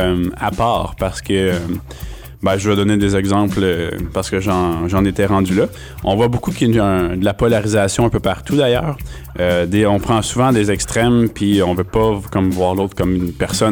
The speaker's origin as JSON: {"language": "French", "region": "Quebec", "country": "Canada", "said": "si les Québécois, si on veut que le Québec soit libre, ben, le Québec peut"}